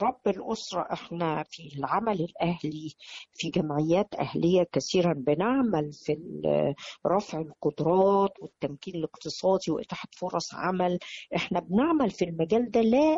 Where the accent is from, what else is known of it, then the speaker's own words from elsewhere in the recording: Egypt; هذا القانون اللي موجود عندنا في مصر